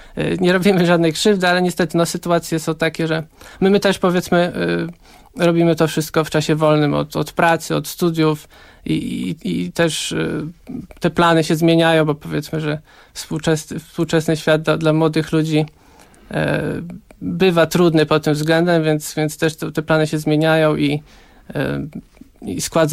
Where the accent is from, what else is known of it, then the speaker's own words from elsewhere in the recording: Zamość, Lublin Voivodeship, Poland; now in Kraków, Poland; ja i basista Michał Juszczak pochodzimy z Zamościa, czy z okolic Zamościa i mieszkaliśmy przez jakiś czas razem